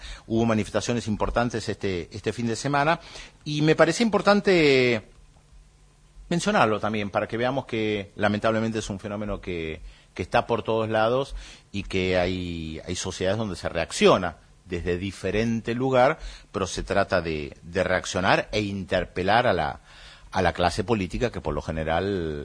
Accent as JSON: {"language": "Spanish", "country": "Italy", "said": "soy italiano."}